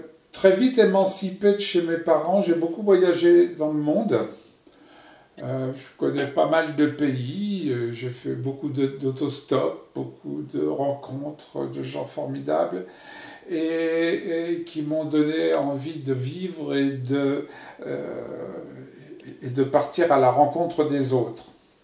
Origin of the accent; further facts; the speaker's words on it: Paris, Île-de-France, France; born there; Je suis français, né à Paris en 1948. J'ai donc 71 ans aujourd'hui, ou 72 ans.